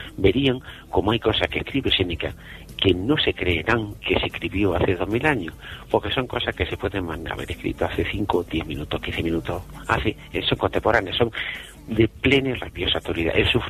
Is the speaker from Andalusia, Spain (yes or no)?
yes; Jaén, Andalusia, Spain; y luego con una aceitunita de mi tierra, de aquí de Jaén